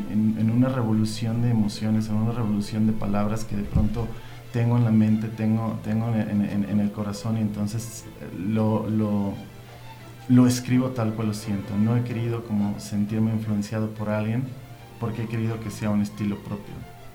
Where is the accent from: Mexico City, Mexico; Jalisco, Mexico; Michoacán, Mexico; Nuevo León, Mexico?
Mexico City, Mexico; Bueno, soy originario del DF, he tenido una vida muy interesante.